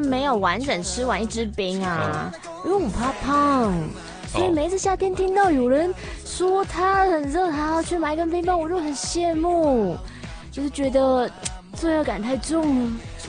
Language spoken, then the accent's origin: Chinese; Hong Kong; 我们香港人最爱煲汤啊